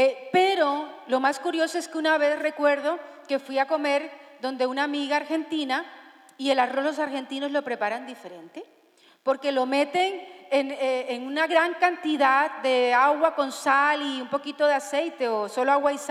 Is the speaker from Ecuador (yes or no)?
no; Colombia; now in Spain; yo soy una colombiana rara, yo no sé cocinar platos típicos de Colombia